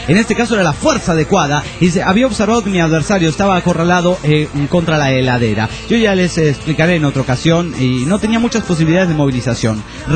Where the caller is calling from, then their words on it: Coronel Suárez, Buenos Aires Province, Argentina; Soy de Coronel Suárez, provincia de Buenos Aires, Argentina.